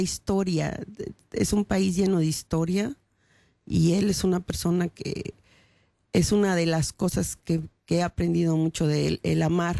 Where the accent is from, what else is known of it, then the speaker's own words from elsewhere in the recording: Mexico; moved away as an adult; now in Netherlands; México sí, es el lugar que me vio nacer, crecer, viví, yo ya vine adulta aquí a este país